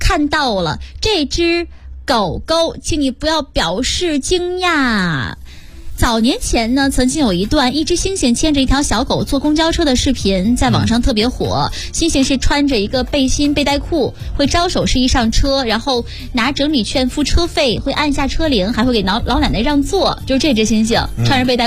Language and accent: Chinese; Shandong, China; 就在山东省内，我是山东人嘛